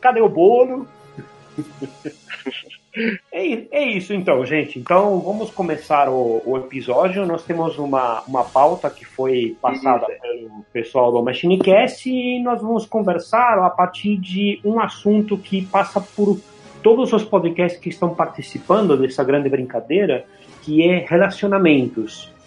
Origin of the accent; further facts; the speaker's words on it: Buenos Aires, Argentina; now in Brazil; Eu nasci em Buenos Aires, então isso faz um bom tempo atrás, né?